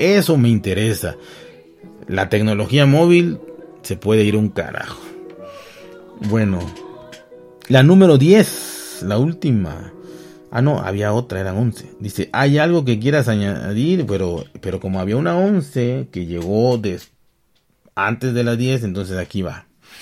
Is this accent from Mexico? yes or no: yes; Mexico; Como buen mexicano, consumía yo, no mucho, pero sí moderadamente YouTube.